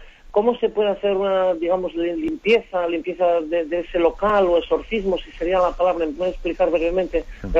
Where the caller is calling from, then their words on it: Asturias, Spain; de Asturias.